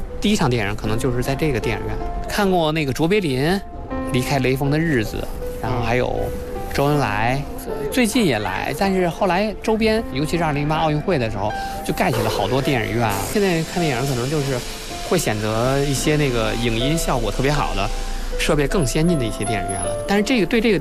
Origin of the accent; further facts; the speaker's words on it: Tongzhou, Beijing, China; 我从小就生活在这片胡同嘛